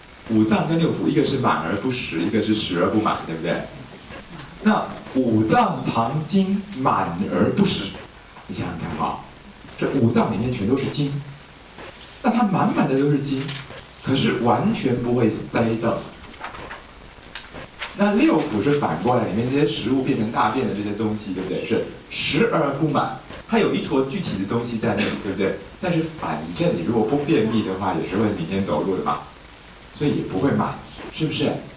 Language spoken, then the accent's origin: Chinese; Taiwan; 我们台湾人鬼魂叫阿飘，你们叫什么？